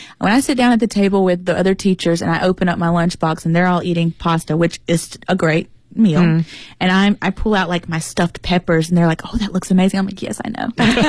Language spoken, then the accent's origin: English; United States; I'm very American